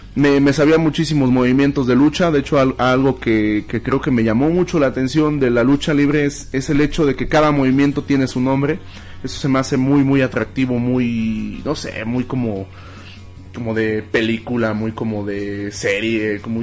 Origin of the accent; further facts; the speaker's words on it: Tulancingo, Hidalgo, Mexico; also born or lived in Cárdenas, Tabasco; Bueno, ahora sí que yo nací en Cárdenas, mis padres vivían allá, entonces por eso soy tabasqueño. Pero se podría decir que pues, básicamente mi sangre es de hidalguenses. Desde los 6, 7 años vivo en Tulancingo.